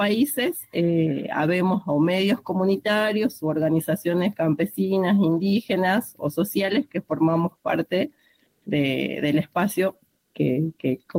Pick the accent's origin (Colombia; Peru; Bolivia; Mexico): Bolivia; now in Argentina; Nosotros con mi compañera Clau, que somos migrantes bolivianas en Argentina